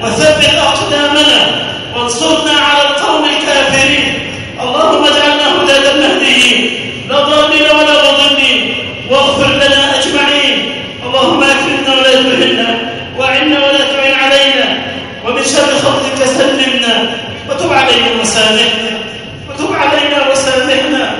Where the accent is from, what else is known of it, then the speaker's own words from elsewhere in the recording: Egypt; اللهم اجعل بلدنا مصر آمنة مطمئنة